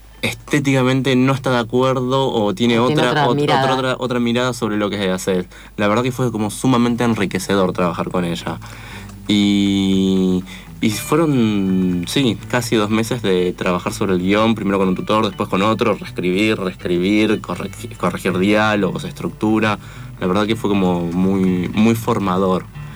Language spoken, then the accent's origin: Spanish; Paso de los Libres, Corrientes, Argentina; moved away as an adult; now in Buenos Aires, Argentina; yo soy de Paso de los Libres, que uh-huh. es donde filmamos la película. Nací, me crié ahí en Paso de los Libres, en Corrientes. Me vine a Buenos Aires a estudiar diseño, imagen y sonido en la UBA.